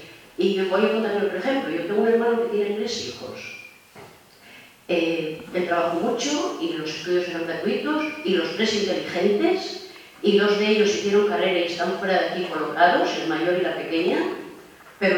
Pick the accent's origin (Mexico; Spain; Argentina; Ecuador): Spain; Y por lo visto, bueno, somos españoles.